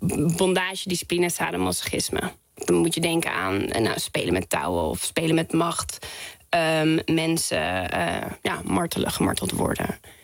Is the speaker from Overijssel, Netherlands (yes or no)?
no; Amsterdam, North Holland, Netherlands; Ik ben opgegroeid in Amsterdam-West en op een autovrij terrein.